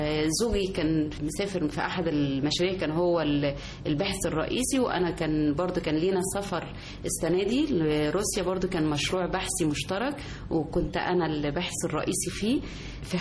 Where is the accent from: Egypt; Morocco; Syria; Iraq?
Egypt; وأنا كأم مصرية يعني أنا زي أي أم مصرية